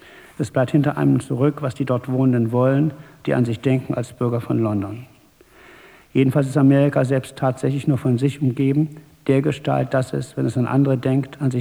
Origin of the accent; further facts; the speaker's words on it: Thuringia, Germany; also born or lived in United States; Ich bin in Thüringen aufgewachsen und habe zwar Abitur gemacht in der Rhön, aber Internat, Schloss Bieberstein und danach sofort praktisch nach Harvard.